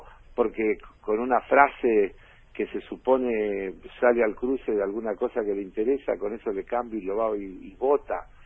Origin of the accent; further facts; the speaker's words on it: Argentina; preocupado como cualquier argentino que quiere a su país